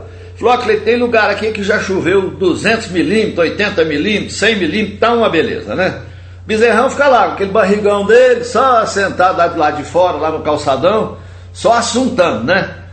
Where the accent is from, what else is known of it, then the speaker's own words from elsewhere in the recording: Minas Gerais, Brazil; eu sou mineiro, minha mulher é baiana, né?